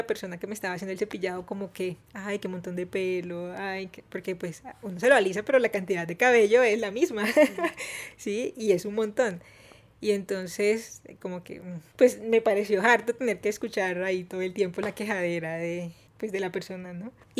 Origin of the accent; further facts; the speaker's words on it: Barranquilla, Atlántico, Colombia; soy de Barranquilla.